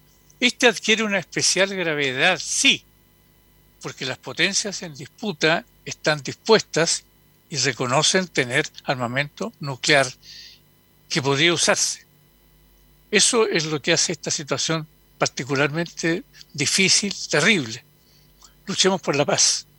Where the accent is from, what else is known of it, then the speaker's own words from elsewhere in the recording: Chile; nosotros como chilenos nos tocó de alguna manera vivirlo en pequeña escala cuando se produjo el golpe de Estado en Chile